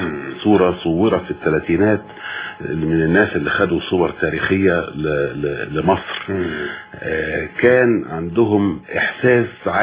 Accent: Sebk El Dahhak, Monufia Governorate, Egypt; بلدنا اسمها سبك الضحاك, ومن هنا جاء

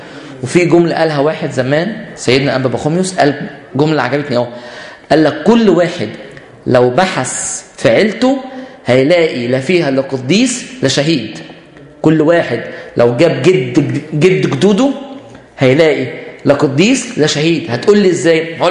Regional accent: Egypt; يبقى احنا بنفتخر بان احنا مصريين

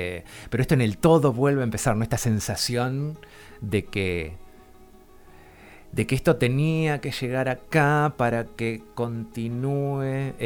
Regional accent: Argentina; nos compromete a todos, a todas, como argentinos, como argentinas

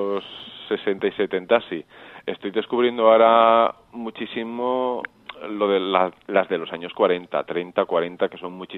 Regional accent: Olesa de Montserrat, Catalonia, Spain; soy de Olesa de Montserrat, Barcelona.

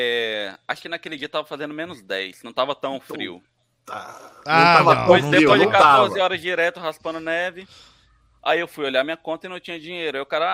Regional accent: Brazil; A gente é brasileiro, a gente dá jeitinho em tudo.

